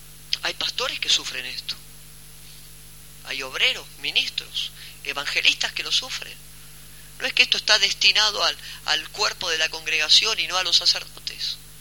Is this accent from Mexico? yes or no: no; Mar del Plata, Buenos Aires Province, Argentina; cuando nosotros los que somos de Mar del Plata vamos a la playa